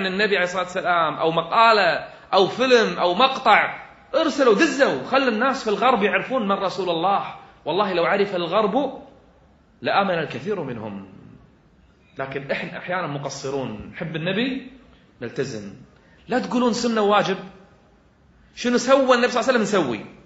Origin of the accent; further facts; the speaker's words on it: Kuwait; وهي يمكن أعلى مرتبة عندنا بالكويت